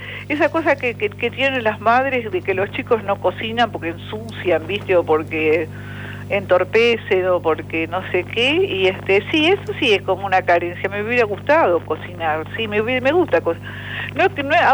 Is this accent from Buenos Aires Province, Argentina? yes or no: yes; Moreno, Buenos Aires Province, Argentina; born there; Nací en Moreno, sí.